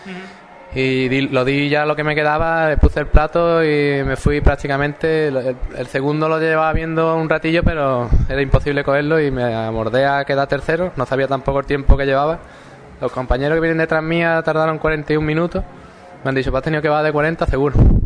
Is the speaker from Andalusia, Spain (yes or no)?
yes; Ronda, Andalusia, Spain; Nosotros venimos de Ronda, que en Ronda también se hacen muy buenas carreras